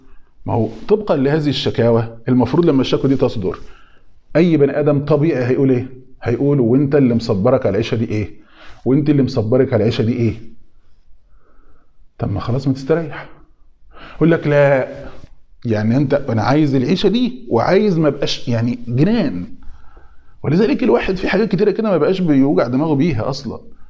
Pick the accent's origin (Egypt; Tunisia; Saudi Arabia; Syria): Egypt; زي ما بيقولوا عندنا في مصر شايل طاجن سته